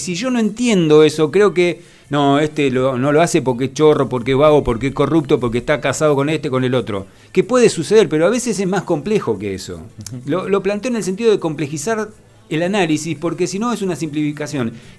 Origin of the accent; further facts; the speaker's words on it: Moreno, Buenos Aires Province, Argentina; porque vivo en Moreno, porque nací en Moreno y porque quiero a Moreno, porque yo estoy orgulloso de ser de este distrito y porque lo conozco desde que nací, conozco cada barrio